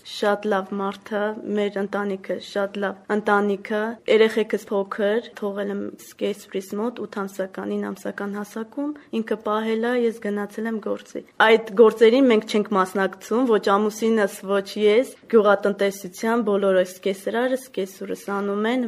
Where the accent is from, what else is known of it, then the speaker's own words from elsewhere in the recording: Martiros, Vayots Dzor, Armenia; ես Վայքից եմ, ամուսինս Տիգրանավանից, Մարտիրոս գյուղից եմ ես։